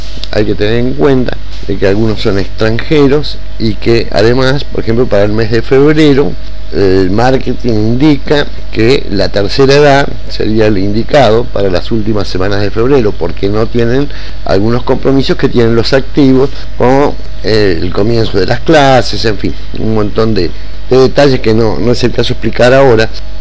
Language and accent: Spanish; San Julián, Santa Cruz, Argentina; Y yo soy nativo de San Julián